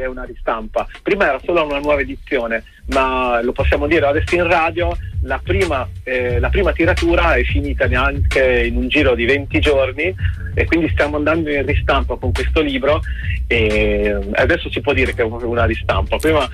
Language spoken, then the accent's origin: Italian; Pesaro, Marche, Italy; Sono di Pesaro e il nostro mare ha quella... è veramente strano, perché è profondo